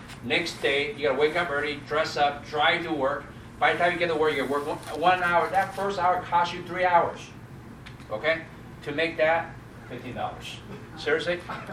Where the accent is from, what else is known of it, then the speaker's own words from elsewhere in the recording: North Carolina, United States; I'm from North Carolina.